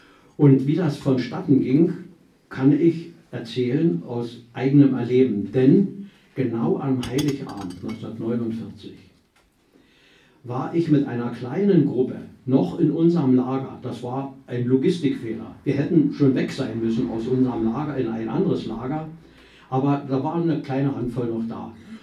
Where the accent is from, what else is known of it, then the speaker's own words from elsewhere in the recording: Brandenburg, Germany; Jetzt stamme ich aus der Niederlausitz und da gibt es so ein Traditionsgericht, wie vielleicht über alle, Pellkartoffeln mit Quark und Leinöl.